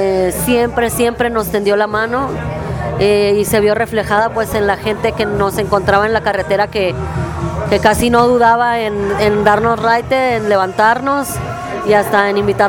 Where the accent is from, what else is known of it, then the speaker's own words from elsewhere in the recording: Mexicali, Baja California, Mexico; cuando regresamos a Mexicali, que es de donde yo soy